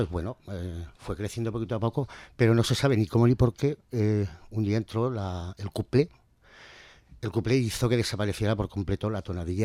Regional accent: Cuarte, Spain; más en Cuarte, que ha sido mi pueblo, prácticamente.

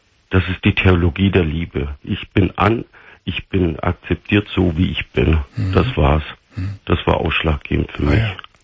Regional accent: Turkey; Ich bin ein gebürtiger Türke, der nie Schweinefleisch gegessen hat.

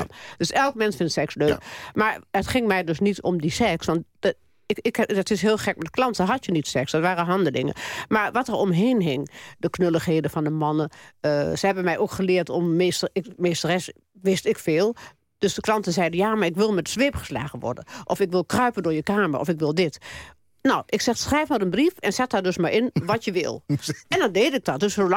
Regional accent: Overijssel, Netherlands; Ik kom uit Twente. Ik ken Amsterdam niet.

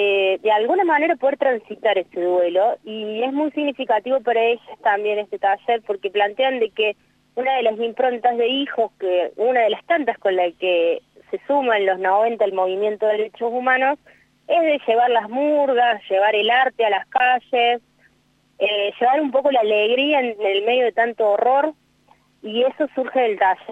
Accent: Córdoba, Argentina; Yo soy de Córdoba

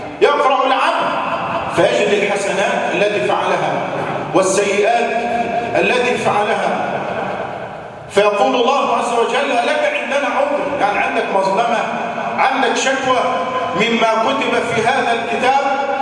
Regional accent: Egypt; اللهم اجعل بلدنا مصر آمنا مطمئنا

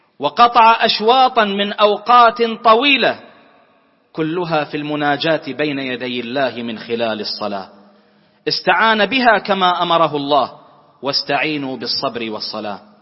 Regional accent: Bahrain; اللهم احفظ بلدنا البحرين

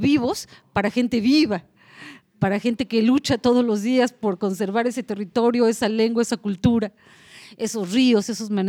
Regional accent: Mexico; Es decir, en mi país se hablan 68 lenguas distintas. Y cuando nosotros decimos Comcac en México, o Cumiay, o Tzotzil

